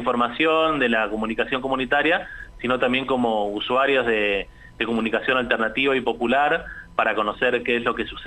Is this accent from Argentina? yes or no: yes; San Juan, Argentina; moved away as an adult; now in Córdoba, Argentina; yo soy un cordobés trucho, por así decirlo. Yo vine a estudiar a Córdoba a los 18 y ya no me fui más. Ya llevo más tiempo viviendo en Córdoba que en mi provincia de origen, que es San Juan.